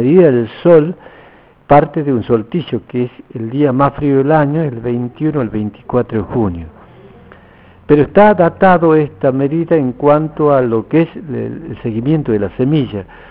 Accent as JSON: {"language": "Spanish", "town": "Campo Quijano", "region": "Salta", "country": "Argentina", "said": "Y yo vengo de Campo Quijano, la provincia de Salta, soy diaguita."}